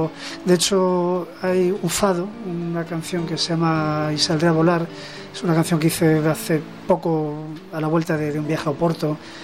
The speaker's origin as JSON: {"language": "Spanish", "town": "Candeleda", "region": "Castile and León", "country": "Spain", "tie": "born or raised there", "said": "el concierto este de Candeleda, aparte porque es mi pueblo"}